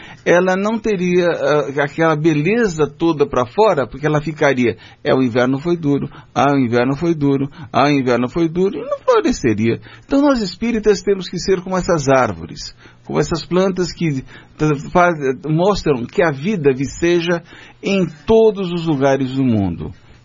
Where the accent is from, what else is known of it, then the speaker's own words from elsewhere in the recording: São Paulo, Brazil; Eu, como sou de São Paulo, né, nasci na cidade de São Paulo